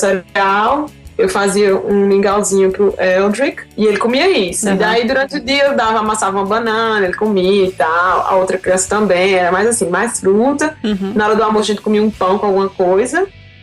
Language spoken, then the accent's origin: Portuguese; Paraíba, Brazil; moved away; Aí eu sou da Paraíba, já chegava aquele negócio nordeste, né?